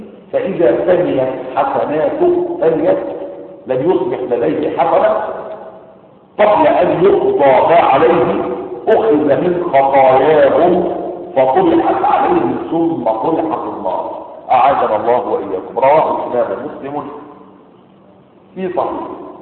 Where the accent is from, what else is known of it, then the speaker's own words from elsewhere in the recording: Egypt; زي ما العوام عندنا في مصر يقولون